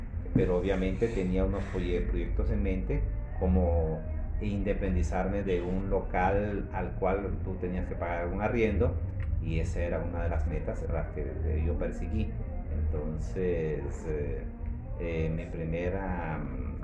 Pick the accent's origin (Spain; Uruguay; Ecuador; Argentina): Ecuador; desde el año 2014 estuve ya planteado en que yo me venía para Ecuador, a mi tierra.